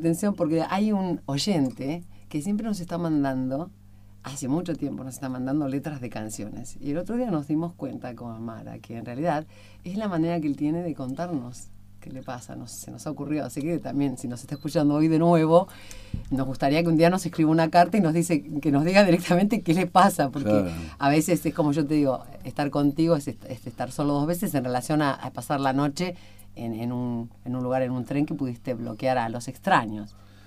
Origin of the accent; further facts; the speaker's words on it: Morón, Buenos Aires Province, Argentina; Yo soy de Morón.